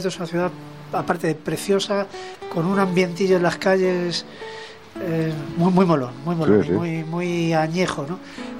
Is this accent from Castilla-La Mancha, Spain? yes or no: no; Candeleda, Castile and León, Spain; el concierto este de Candeleda, aparte porque es mi pueblo